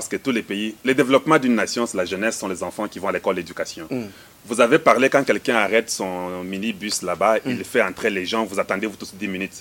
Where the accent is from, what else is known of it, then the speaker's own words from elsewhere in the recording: DR Congo; Mais chez nous au Congo, on a des terres incroyables.